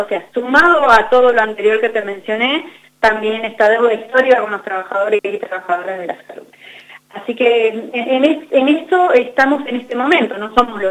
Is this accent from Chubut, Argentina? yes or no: yes; El Maitén, Chubut, Argentina; now in Esquel, Argentina; Yo vivo en Esquel hace 16 años, pero soy de la Patagonia, soy de acá, en una comunidad muy chiquita que se llama el Maitén. Soy oriunda del Maitén, que tiene 4.500 habitantes, y vivo en Esquel hace 16 años